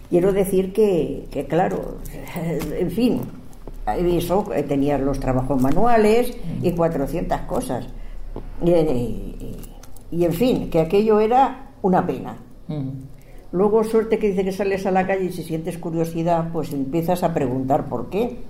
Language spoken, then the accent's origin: Spanish; Barcelona, Catalonia, Spain; Yo nací en Barcelona, yo soy catalana, de hecho.